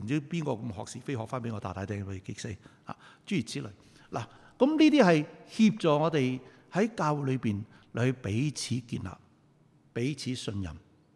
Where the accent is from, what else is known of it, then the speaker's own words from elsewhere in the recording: Guangdong, China; 我哋广东人话你系咁先啦